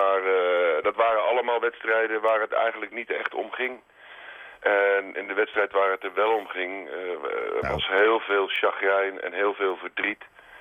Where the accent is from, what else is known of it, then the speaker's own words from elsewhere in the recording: Rotterdam, South Holland, Netherlands; born there; Ik ben in Rotterdam geboren namelijk.